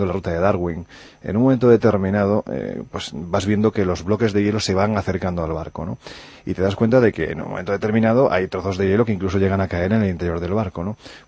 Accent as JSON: {"language": "Spanish", "region": "Andalusia", "country": "Spain", "said": "y quizás un poquitín exagerada, que para eso soy andaluz"}